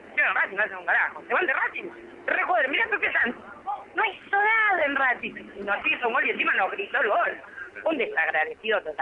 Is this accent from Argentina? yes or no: yes; Fiorito, Buenos Aires Province, Argentina; de Fiorito.